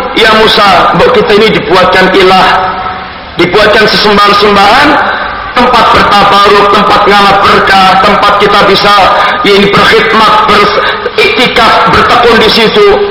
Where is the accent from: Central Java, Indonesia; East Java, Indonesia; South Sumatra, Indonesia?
Central Java, Indonesia; Surakarta; Saya orang Solo.